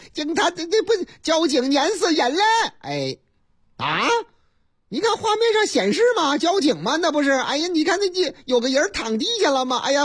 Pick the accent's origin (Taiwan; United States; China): China; Shandong; 这也是这个山东是啊，是我老家山东啊